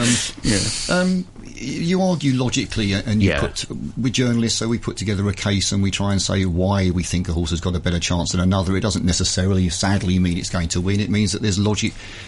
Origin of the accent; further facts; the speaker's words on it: England, United Kingdom; I'm English